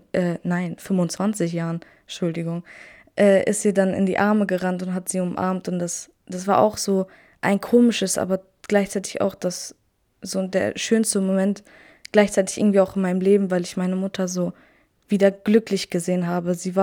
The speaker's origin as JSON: {"language": "German", "country": "Germany", "tie": "born there", "said": "Ich bin hier in Deutschland geboren, bin 15 Jahre alt und ja."}